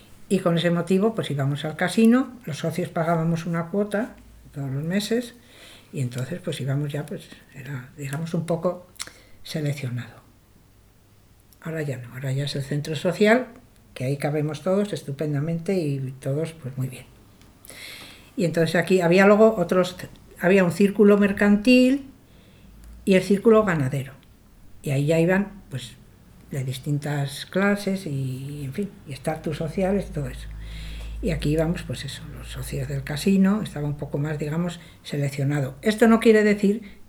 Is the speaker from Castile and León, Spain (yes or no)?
yes; Peñaranda de Bracamonte, Castile and León, Spain; no, somos de Peñaranda.